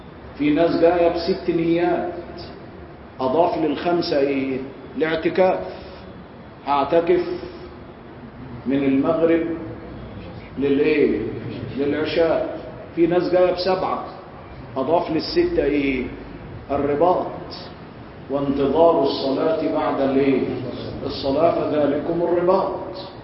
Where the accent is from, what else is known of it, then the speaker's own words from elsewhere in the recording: Egypt; أنا قاصد عندنا في مصر بيقول لك حاجة كويسة